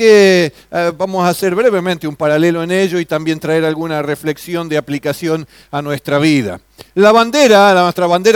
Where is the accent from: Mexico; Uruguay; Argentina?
Argentina; Como ciudadanos argentinos, nuestra bandera, nuestro símbolo patrio es esta celeste y blanca con el sol en el medio también.